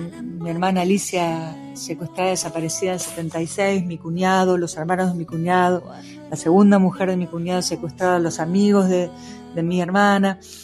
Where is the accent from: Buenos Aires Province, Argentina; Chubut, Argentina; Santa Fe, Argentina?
Buenos Aires Province, Argentina; Hurlingham; ahora actualmente vivo acá, pero yo soy paisana de Hurlingham, así que viví casi toda mi vida allá, estoy en Buenos Aires, y desde hace 4 añitos más o menos que estoy viviendo acá, en este hermoso lugar, en este hermoso valle